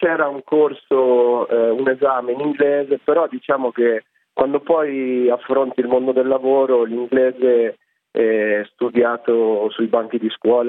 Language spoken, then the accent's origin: Italian; Voghera, Lombardy, Italy; also born or lived in Rovereto; Io sono nato a Rovereto, ma ho vissuto a Voghera